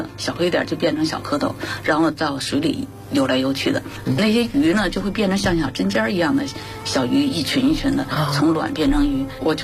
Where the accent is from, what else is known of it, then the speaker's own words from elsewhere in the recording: Beijing, China; 我是在永定河边长大的，我从小1岁就在那儿，从出生到16岁参军